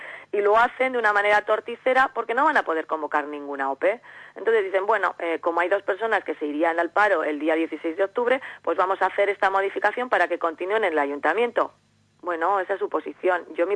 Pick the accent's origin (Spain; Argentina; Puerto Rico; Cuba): Spain; Llodio, Basque Country; yo soy ciudadana de Llodio primero